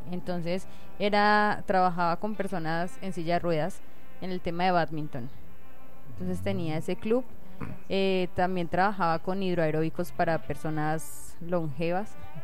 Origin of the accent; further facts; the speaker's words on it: Medellín, Antioquia, Colombia; moved away; De salir de Medellín y llegar acá. O sea, salí de una zona de confort